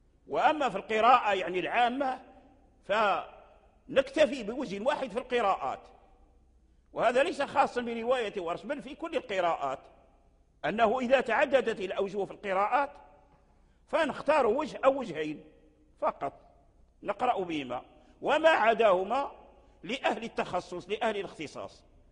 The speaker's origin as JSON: {"language": "Arabic", "country": "Morocco", "said": "لكن الذي جرى به العمل عندنا في المغرب"}